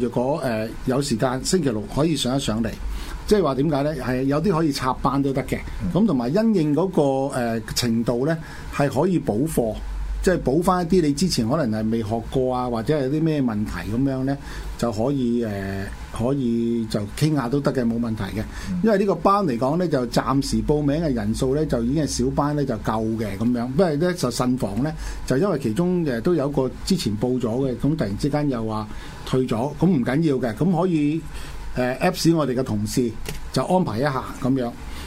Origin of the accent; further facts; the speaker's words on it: China; 我哋中國人成日都講多事之秋